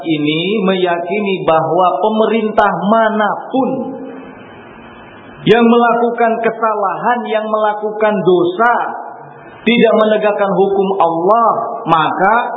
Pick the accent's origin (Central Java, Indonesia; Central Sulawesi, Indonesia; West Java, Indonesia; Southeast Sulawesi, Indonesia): West Java, Indonesia; Saya orang Sunda jadi tidak begitu paham bahasa Jawa